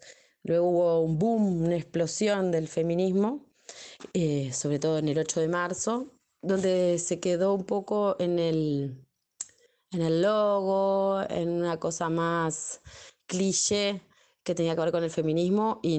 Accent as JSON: {"language": "Spanish", "country": "Uruguay", "said": "soy uruguaya, licenciada en educación y hace unos 11 años que me encuentro militando en distintos grupos feministas, colectivas feministas acá en Uruguay."}